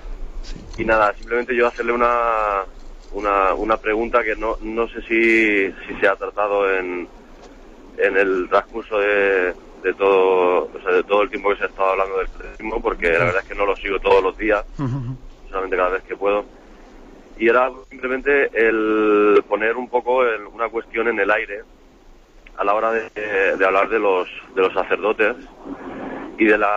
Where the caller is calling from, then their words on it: Alicante, Valencian Community, Spain; Bueno, yo quería saludarle, le llamo de Alicante.